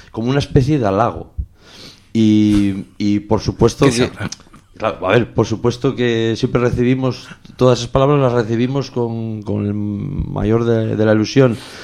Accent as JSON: {"language": "Spanish", "town": "Vimenes", "region": "Asturias", "country": "Spain", "said": "En realidad yo soy de Vimenes."}